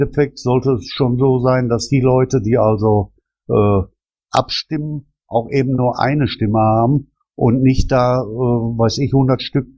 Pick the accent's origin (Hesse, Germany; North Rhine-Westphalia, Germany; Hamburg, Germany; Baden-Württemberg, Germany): North Rhine-Westphalia, Germany; Pulheim; Ich komme aus Pulheim.